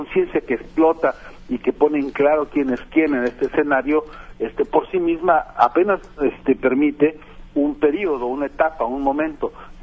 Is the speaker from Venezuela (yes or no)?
no; Mexico; ¿cómo no vamos a saber qué hacer ante eso los mexicanos que somos hijos de Emiliano Zapata, ¿no?